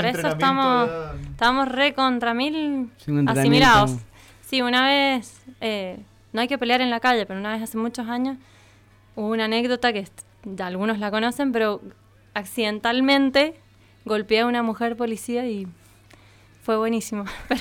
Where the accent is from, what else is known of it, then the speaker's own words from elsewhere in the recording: Argentina; sino porque somos argentinos y argentinas y amamos este país